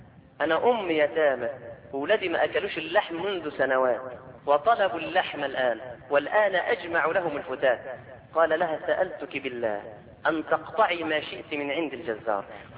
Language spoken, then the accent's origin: Arabic; Egypt; مع العلم ان عندنا في مصر ناس شطار جدا